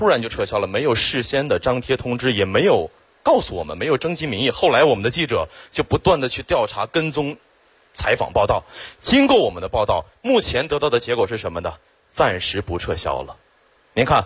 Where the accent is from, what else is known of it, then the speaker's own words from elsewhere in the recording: Xiong'an, Hebei, China; 土生土长的雄安人，从小在那长大